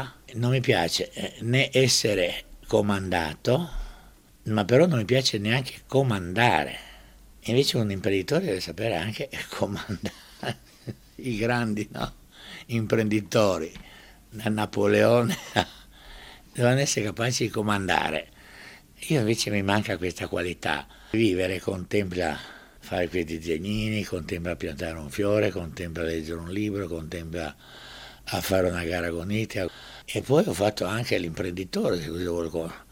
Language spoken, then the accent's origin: Italian; Dubrovnik, Dubrovnik-Neretva County, Croatia; born there; E sono nato a Ragusa, quello che adesso viene chiamato Dubrovnik, ma quando sono nato io sulle carte geografiche era ancora Ragusa.